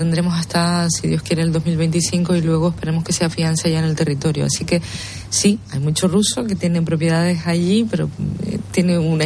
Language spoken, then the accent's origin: Spanish; Canary Islands, Spain; Yo soy de Fuerteventura